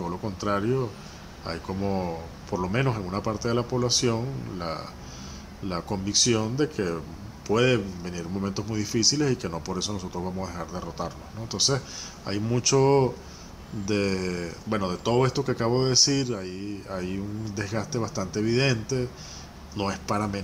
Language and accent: Spanish; Venezuela; no sean tan ingenuos como para creer que un pueblo como el venezolano, que ha dado todas las luchas que ha dado, sin pretendernos ser algo más de lo que somos